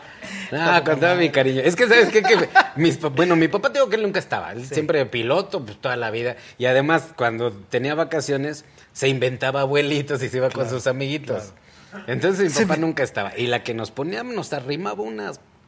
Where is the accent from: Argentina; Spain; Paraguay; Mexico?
Mexico; Mexico City; also born or lived in Ecatepec; now in Morelia, Mexico; En el Estado de México, en Ecatepec. Ahí a donde se termina lo empedrado, ahí nací yo.